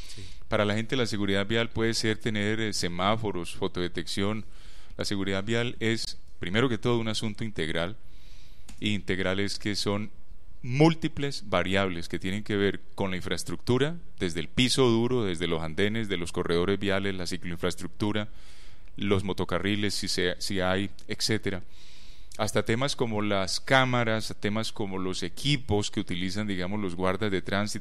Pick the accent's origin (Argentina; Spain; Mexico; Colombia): Colombia; Valle del Cauca; now in Medellín, Colombia; Yo soy un vallecaucano, yo vivo aquí en Medellín hace 15 años, que vine a trabajar con la Universidad de Antioquia.